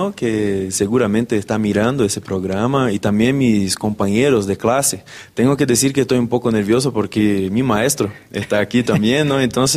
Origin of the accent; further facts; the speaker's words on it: Espírito Santo, Brazil; soy de Espíritu Santo, para los que no conocen, es un departamento bien pequeño arriba de Río de Janeiro, del tamaño de Galilea prácticamente